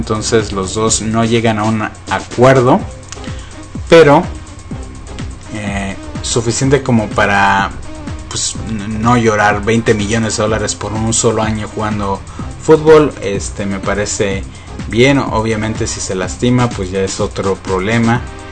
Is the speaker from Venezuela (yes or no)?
no; Mexico; para los que somos mexicanos y somos fanáticos del fútbol